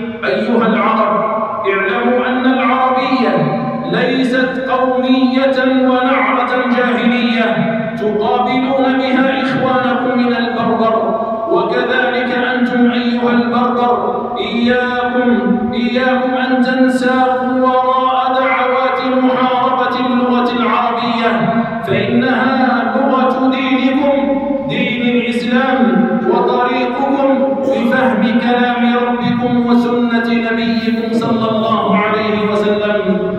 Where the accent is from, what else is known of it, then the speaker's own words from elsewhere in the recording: Algeria; نراها تستغل أوضاع بلادنا الجزائر